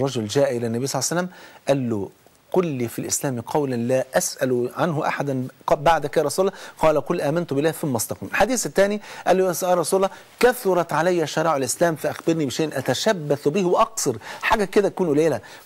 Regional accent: Egypt; يعني احنا كمصريين، مصر مقسومة نصين

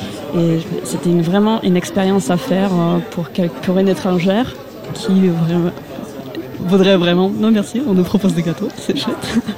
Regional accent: Russia; French is a second language; now in France; Je suis russe, étudiante russe ici.

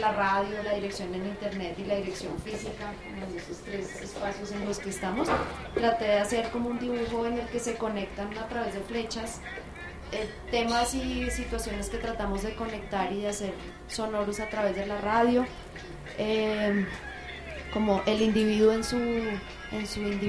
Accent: Bogotá, Colombia; now in Barranquilla, Colombia; soy bogotana, pero llevo 10 años viviendo en Barranquilla. Entonces, por eso dicen que vengo de una región, aunque sueno como que no.

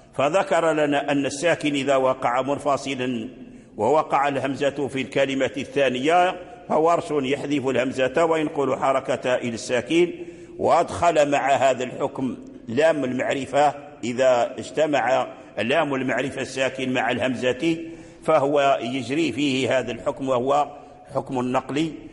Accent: Morocco; إلا أننا نحن في المغرب نقرأ بوجه الإسكان

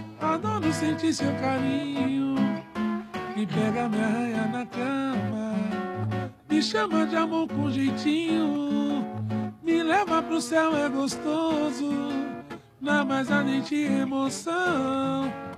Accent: Santo André, São Paulo, Brazil; Sou de Santo André.

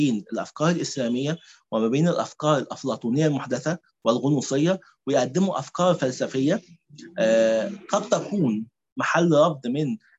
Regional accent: Egypt; احنا بنحاول نغذي بيها النزعة الشوفينية عندنا كمصريين

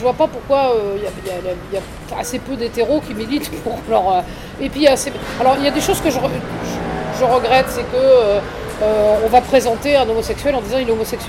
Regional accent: France; à travers les réflexes qu'on peut avoir quand on est français

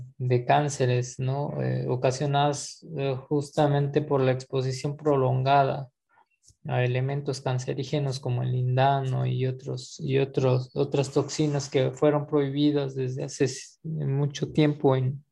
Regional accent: Villaflores, Chiapas, Mexico; born there; ¿verdad? Y nací en un ejido, una localidad del municipio de Villaflores, del estado de Chiapas, uno de los 135 municipios de todo el estado.

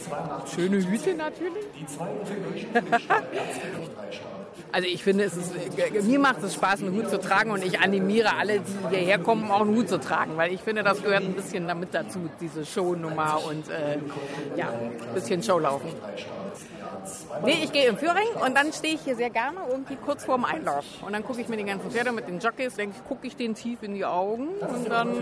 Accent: Berlin, Germany; dass man völlig raus ist aus seinem Leben, aus der Stadt als Berliner

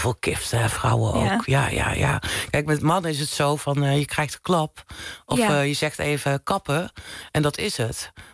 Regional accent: North Brabant, Netherlands; ik kom uit Brabant oorspronkelijk.

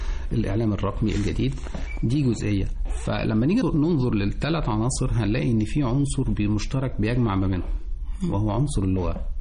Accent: Egypt; إحنا كمصريين أو في مصر هويتنا مميزة عن أي دولة أخرى

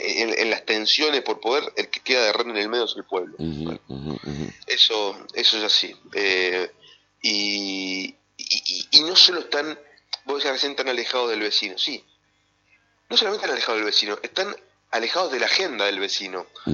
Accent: Concepción del Uruguay, Entre Ríos, Argentina; Yo soy de Concepción del Uruguay, no soy de acá

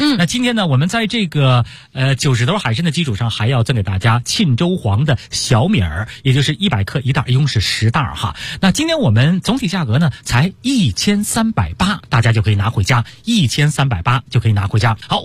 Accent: Beijing, China; 这应该说是我们北京人的一个习惯哈。

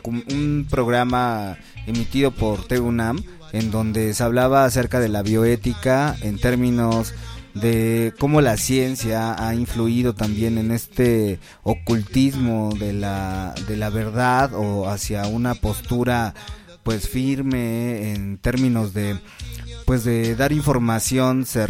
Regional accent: Mexico City, Mexico; Yo recuerdo que cuando era morro en la Ciudad de México

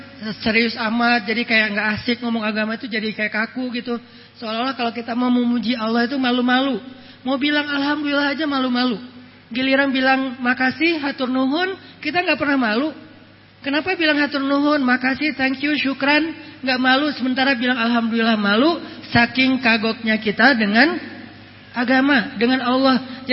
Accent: Sumatra, Indonesia; saya orang Sumatera, mau nikahin cewek Jawa

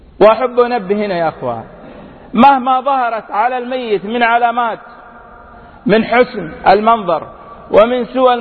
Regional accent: Mecca, Makkah Province, Saudi Arabia; born there; من مواليد مكة المكرمة، أعمل كما ذكرت في دائرة حكومية

